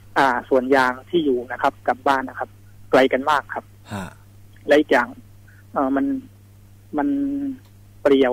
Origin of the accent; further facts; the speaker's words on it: Nakhon Si Thammarat, Thailand; born there; ไม่ใช่ครับเป็นเกิดที่นครศรีธรรมราชครับ